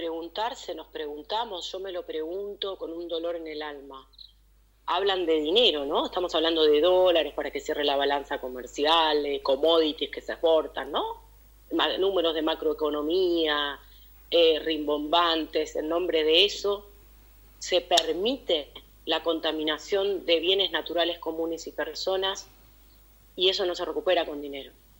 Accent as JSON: {"language": "Spanish", "town": "Pergamino", "region": "Buenos Aires Province", "country": "Argentina", "tie": "born or raised there", "said": "Soy de Pergamino, mirá, nací de criada en Pergamino"}